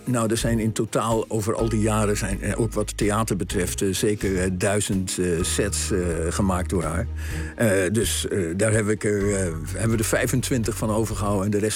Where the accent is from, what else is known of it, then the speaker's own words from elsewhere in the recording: Amsterdam, North Holland, Netherlands; Ik ben geboren in de Van Egelaan in Amsterdam. Dat is aan het Vondelpark.